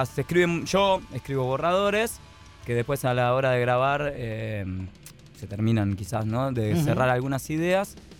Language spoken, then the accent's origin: Spanish; San Andrés de Giles, Buenos Aires Province, Argentina; Yo, en principio, bueno, vengo de San Andrés de Giles. Vengo de lejos.